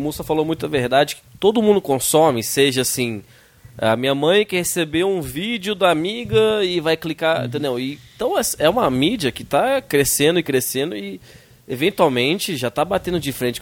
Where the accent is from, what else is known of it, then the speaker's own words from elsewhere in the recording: Brasília, Federal District, Brazil; now in São Paulo, Brazil; Eu sou de Brasília, então a gente come só feijão preto lá. Vim aqui em São Paulo